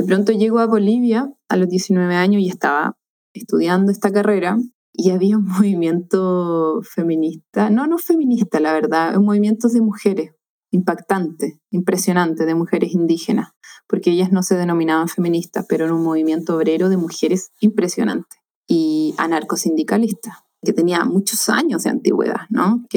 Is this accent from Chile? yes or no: yes; Valparaíso, Chile; born there; Vivo en el campo, me he movido siempre en valles, donde yo nací, en el Valle del Marga Marga, y ahora estoy acá. Tengo un hijo de casi 11 años.